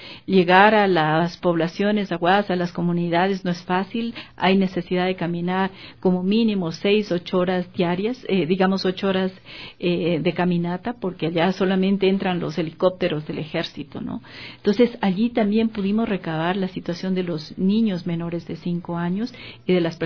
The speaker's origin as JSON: {"language": "Spanish", "country": "Ecuador", "said": "nosotros como ecuatorianos y ecuatorianas estamos a favor de fortalecer los lazos entre pueblos"}